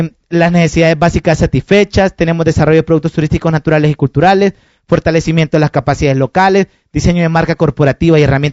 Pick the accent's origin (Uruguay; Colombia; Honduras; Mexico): Honduras; Como diríamos en mi país, son otros 20 lempiras.